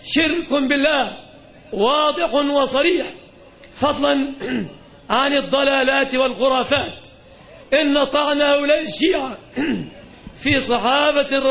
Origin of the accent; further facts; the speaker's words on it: Egypt; لم نكن نتوقع يوما أن تطأ أقدامهم النجسة بلادنا مصر